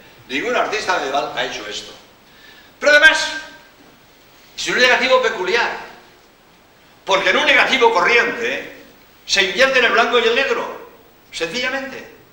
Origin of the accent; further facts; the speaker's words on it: Barcelona, Catalonia, Spain; born there; now in Cádiz, Spain; yo nací en Barcelona, pero llevo, pues en Cádiz llevo 36 años, ¿no? Y bien, en Andalucía, como jesuita, soy andaluz.